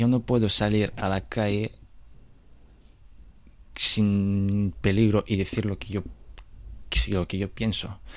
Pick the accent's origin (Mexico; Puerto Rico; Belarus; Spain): Belarus; first language Belarusian; Spanish is a second language; Yo puedo decir que sí, mi lengua materna es bielorruso, pero yo hablo ruso. Y de bielorruso, si tú me hablas en bielorruso, yo no sé nada. Pero aunque sí, yo te puedo decir que soy bielorruso y me considero bielorruso.